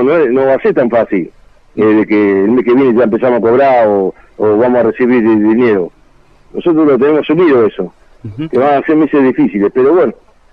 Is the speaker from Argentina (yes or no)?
yes; Rosario, Santa Fe, Argentina; Yo le digo, la mayoría somos todos de Rosario.